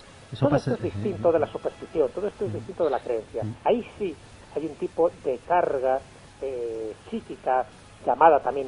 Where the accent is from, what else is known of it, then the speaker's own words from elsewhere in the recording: Valderas, Castile and León, Spain; que es la patrona de mi pueblo, un pueblo de León, de Valderas.